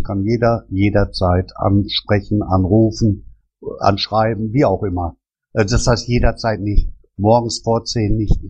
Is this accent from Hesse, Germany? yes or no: no; Pulheim, North Rhine-Westphalia, Germany; Ich komme aus Pulheim.